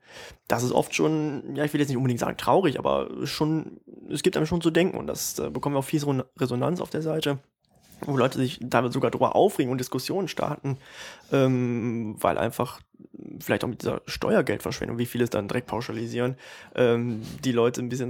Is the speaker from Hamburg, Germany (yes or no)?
no; North Rhine-Westphalia, Germany; Wir kommen aus der Mitte des Ruhrgebiets, in der Nähe von Düsseldorf.